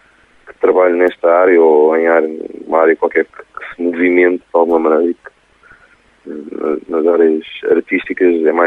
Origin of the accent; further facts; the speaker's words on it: Lisbon, Portugal; tanto eu como o Tó, somos de Lisboa. Uhum. Sempre vivemos em Lisboa